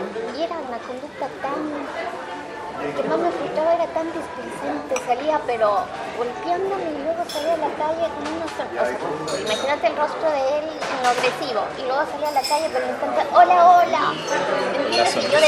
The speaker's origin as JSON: {"language": "Spanish", "country": "Ecuador", "moved": "as an adult", "lives_now": "Chile", "said": "Soy ecuatoriana, sí."}